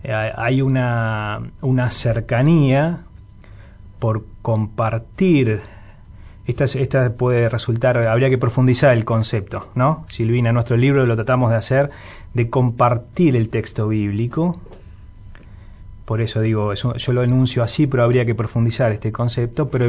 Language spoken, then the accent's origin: Spanish; Montevideo, Uruguay; born there; Vale aclarar que yo soy nacido en Montevideo.